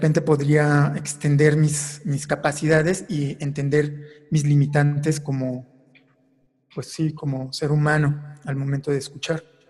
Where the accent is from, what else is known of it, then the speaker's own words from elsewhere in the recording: Morelia, Michoacán, Mexico; yo me dediqué a grabar muchísimo la ciudad de Morelia, de donde soy originario